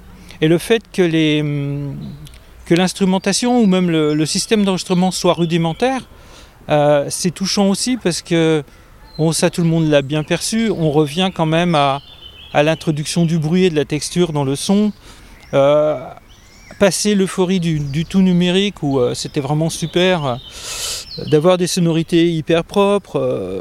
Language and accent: French; Héricourt, Bourgogne-Franche-Comté, France; Enfant, j'ai grandi en Haute-Saône, et dans une petite ville qui s'appelle Héricourt.